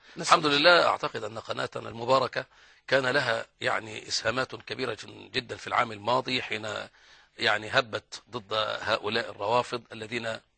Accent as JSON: {"language": "Arabic", "country": "Egypt", "said": "الناس عندها فطرة ومحبين عندنا في مصر يعني"}